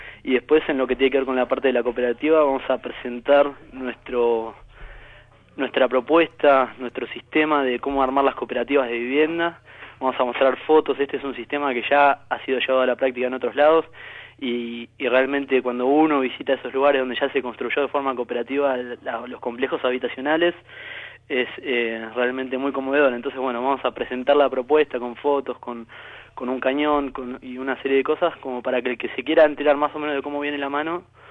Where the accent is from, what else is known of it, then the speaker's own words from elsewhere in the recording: Moreno, Buenos Aires Province, Argentina; Pasa que yo conocí a la organización yendo a la facultad y soy de Moreno